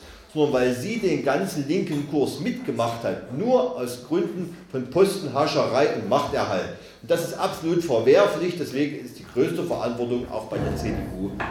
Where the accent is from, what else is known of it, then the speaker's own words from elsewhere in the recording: Saxony-Anhalt, Germany; wurde gesagt, ich komme aus Sachsen-Anhalt, aus dem schönen Burgenlandkreis. Ich wohne, lebe, bin verwurzelt direkt im Dreiländereck, also in der Mitte von Mitteldeutschland. Man könnte also sagen, der Mitte Europas. Ich komme aus einer Gegend, da habe ich es 10 Minuten bis Thüringen